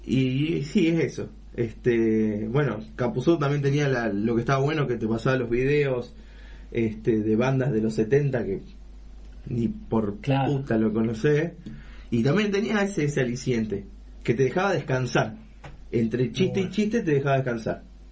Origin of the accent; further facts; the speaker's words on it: San Lorenzo, Santa Fe, Argentina; hay gente que digo, soy de San Lorenzo.